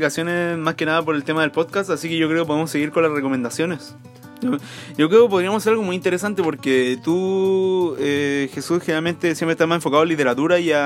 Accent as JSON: {"language": "Spanish", "town": "Iquique", "region": "Tarapacá", "country": "Chile", "said": "Yo no soy de acá, yo soy de provincia. Soy de Iquique, un poco de un basurero. Yo creo que estamos bastante mejor que Antofagasta en algunos sentidos."}